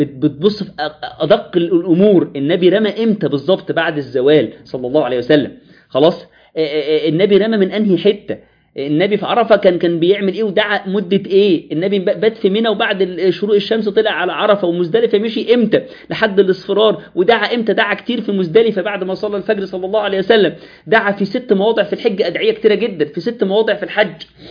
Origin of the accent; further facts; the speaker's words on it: Egypt; واحنا كمصريين عندنا المشكلة دي